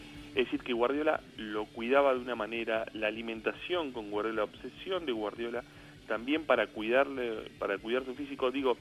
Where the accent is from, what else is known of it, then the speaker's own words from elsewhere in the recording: Argentina; Nosotros nos ponemos un poco en esta cosa medio egoísta como argentinos